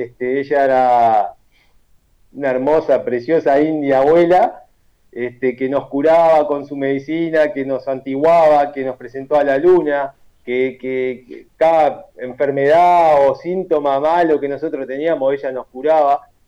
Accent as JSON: {"language": "Spanish", "region": "Montevideo", "country": "Uruguay", "tie": "born or raised there", "said": "ancestría charrúa, ¿no? Por mis abuelos y mis abuelos allá de la aldea. Yo nací en el Cerro Montevideo, viví 36 años en el Cerro Montevideo. Mis viejos se fueron del Cerro de la Aldea para el Cerro Montevideo."}